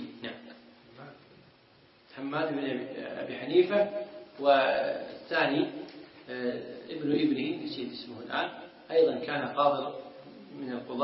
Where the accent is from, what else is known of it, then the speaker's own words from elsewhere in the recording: Kuwait; عندنا في الكويت